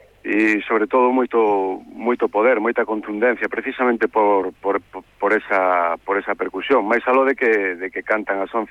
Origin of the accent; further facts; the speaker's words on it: A Coruña, Galicia, Spain; born there; presentei o disco na miña cidade. Eu son coruñés de nacemento